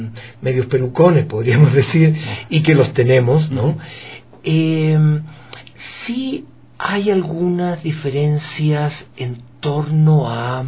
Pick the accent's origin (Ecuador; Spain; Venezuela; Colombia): Ecuador; accent: Chilean-tinged; achilenado, pero yo soy más ecuatoriano que chileno.